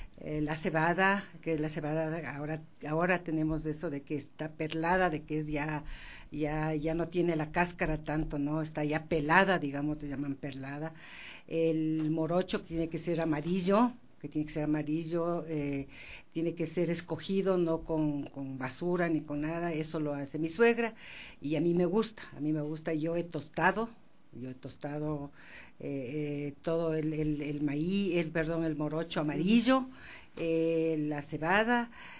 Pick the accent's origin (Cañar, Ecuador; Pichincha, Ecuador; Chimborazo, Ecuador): Chimborazo, Ecuador; Riobamba; Primero, nosotros somos de Riobamba.